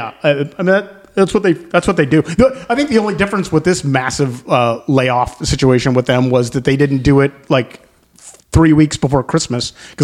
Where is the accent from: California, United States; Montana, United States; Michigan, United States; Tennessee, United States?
California, United States; Alpine; See, I grew up in Alpine.